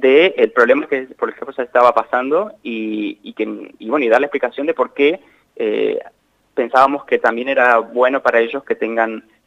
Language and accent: Spanish; Santa Rosa, La Pampa, Argentina; born there; yo nací acá, en Santa Rosa. Mis papás no son de Santa Rosa, mi mamá es de Villa Mercedes San Luis y mi papá es de San Basilio, Córdoba. Uh-huh. Pero se mudaron para allá, y ahí es donde yo nací.